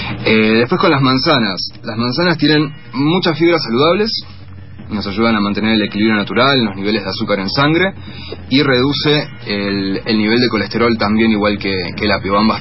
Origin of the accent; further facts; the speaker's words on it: Río Negro, Argentina; soy del Alto Valle de Río Negro y Neuquén